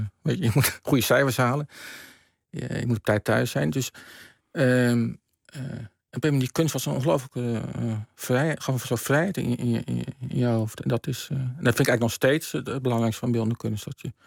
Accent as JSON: {"language": "Dutch", "town": "Rotterdam", "region": "South Holland", "country": "Netherlands", "said": "Ik kom uit Rotterdam, dus, en dat was in die tijd was het een fantastisch museum."}